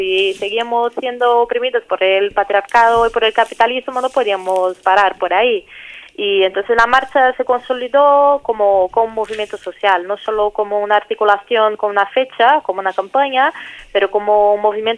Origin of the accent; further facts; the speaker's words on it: Brasília, Federal District, Brazil; Spanish is a second language; moved away as an adult; now in São Paulo, Brazil; Yo soy de Brasilia, la capital, pero llevo ya 2 años viviendo en São Paulo por temas de militancia y así.